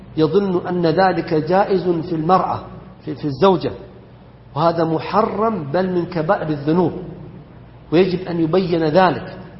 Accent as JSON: {"language": "Arabic", "country": "Saudi Arabia", "said": "ومما يذكر فيحمد أن بلدنا المملكة العربية السعودية أنها ردت ذلك"}